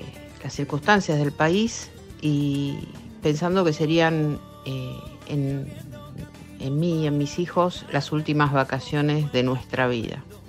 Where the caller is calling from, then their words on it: Banfield, Buenos Aires Province, Argentina; de Banfield.